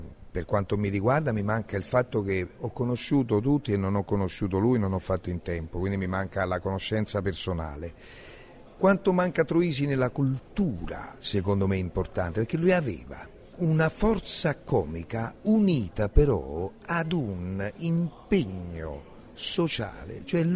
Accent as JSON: {"language": "Italian", "town": "Naples", "region": "Campania", "country": "Italy", "said": "Secondo me nel teatro noi siamo napoletani"}